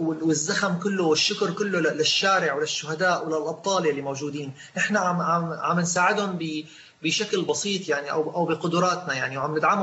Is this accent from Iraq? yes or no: no; Syria; نحن كسوريين عندنا رصيد وتاريخ بالنجاح بثوراتنا